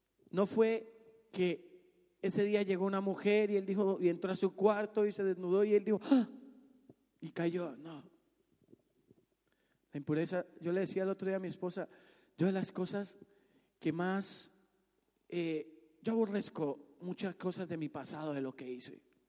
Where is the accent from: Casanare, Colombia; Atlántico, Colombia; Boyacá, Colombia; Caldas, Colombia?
Boyacá, Colombia; Sogamoso; ella en ese momento no estaba en mi ciudad natal, no estaba en Sogamoso